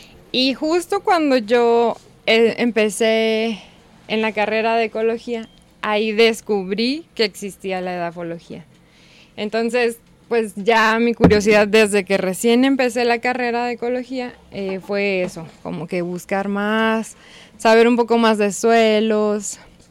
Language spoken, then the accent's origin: Spanish; Sonora, Mexico; no estoy orgullosa de decir que soy de Sonora